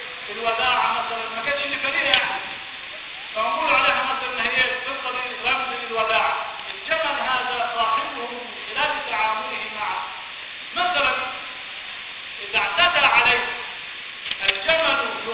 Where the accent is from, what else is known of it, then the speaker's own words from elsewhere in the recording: Upper Egypt, Egypt; في طرق كثير عندنا في الصعيد